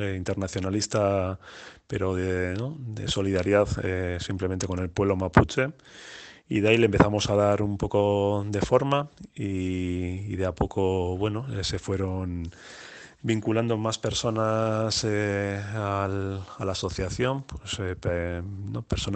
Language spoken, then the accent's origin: Spanish; Basque Country, Spain; la vinculación que tenemos acá en el País Vasco con el pueblo mapuche.